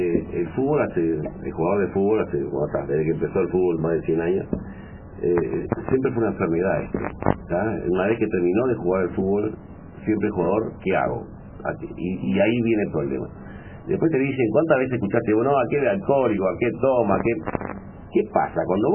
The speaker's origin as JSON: {"language": "Spanish", "region": "Montevideo", "country": "Uruguay", "tie": "born there", "said": "Yo nací en La Teja, no sé, la mano, estudié en el Liceo del Cerro"}